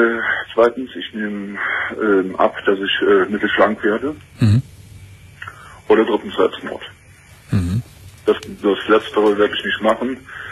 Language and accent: German; Cologne, North Rhine-Westphalia, Germany; aber ich komme aus Köln